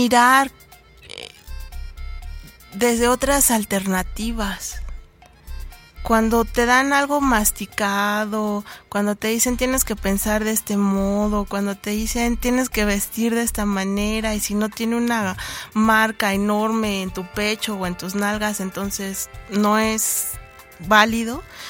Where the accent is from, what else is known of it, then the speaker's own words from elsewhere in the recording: Cuautepec, Mexico; Cuautepec, mi pueblo, porque a mí me gusta muchísimo leer